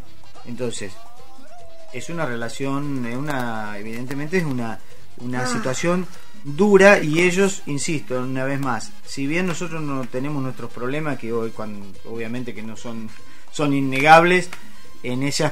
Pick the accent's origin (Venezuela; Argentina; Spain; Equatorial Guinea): Argentina; Olavarría, Buenos Aires Province; born there; Yo nací en Olavarría. ¿Dónde? En Loma Negra.